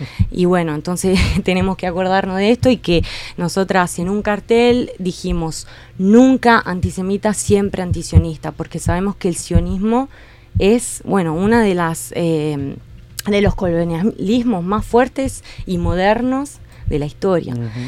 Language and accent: Spanish; Italy; Yo soy italiana, pero abrazo muchísimo este pensamiento anticolonial, anti-eurocéntrico